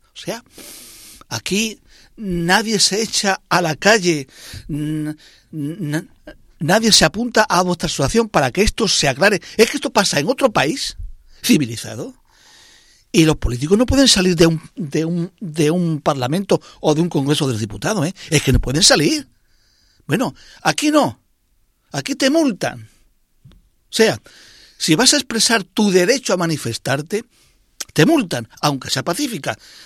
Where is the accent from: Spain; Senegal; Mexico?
Spain; a ver hasta dónde somos capaces los españoles de tragar.